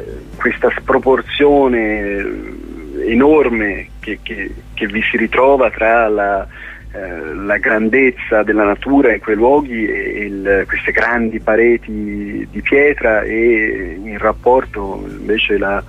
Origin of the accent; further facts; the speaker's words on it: Florence, Tuscany, Italy; Diciamo che vengo da Firenze